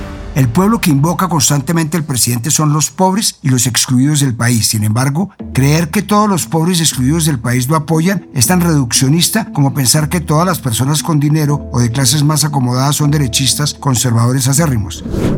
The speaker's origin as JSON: {"language": "Spanish", "country": "Colombia", "said": "Yo me quedo con que el pueblo somos todos los colombianos"}